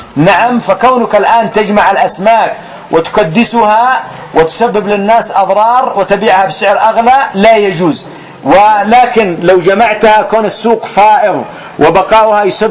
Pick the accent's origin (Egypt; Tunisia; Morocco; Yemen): Yemen; فمثلا الآن التونة ما يسمى عندنا في اليمن تونة